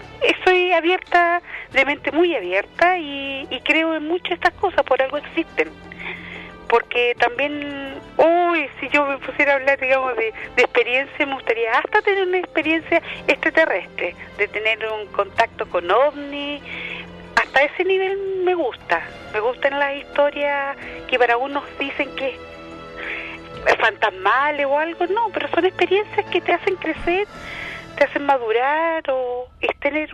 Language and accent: Spanish; Viña del Mar, Valparaíso, Chile; te voy a poner que soy de Viña para que sepas que soy yo